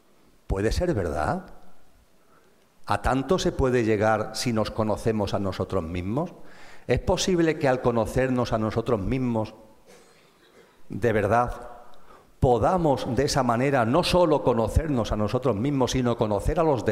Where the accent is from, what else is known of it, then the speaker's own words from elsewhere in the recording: Andalusia, Spain; Imaginaros esto allí de donde yo vengo, en Andalucía, complicadísimo. Las S no las comemos